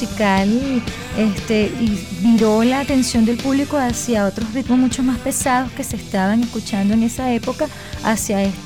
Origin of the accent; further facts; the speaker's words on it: Venezuela; es un honor para nosotros decir como venezolanos